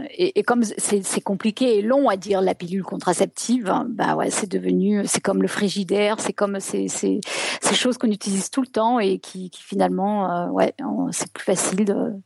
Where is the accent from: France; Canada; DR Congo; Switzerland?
France; moved away as an adult; ça fait 20 ans que j'ai quitté la France